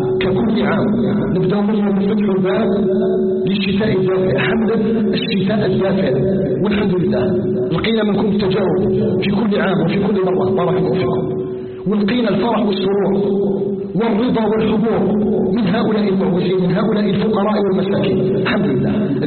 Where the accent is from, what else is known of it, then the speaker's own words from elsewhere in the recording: Algeria; أن يجعل بلدنا الجزائر آمنا مطمئنا